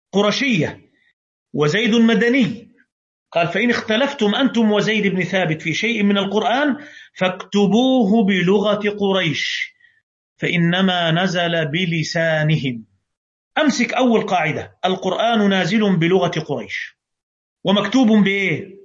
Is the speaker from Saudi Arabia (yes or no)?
no; Egypt; عندنا في مصر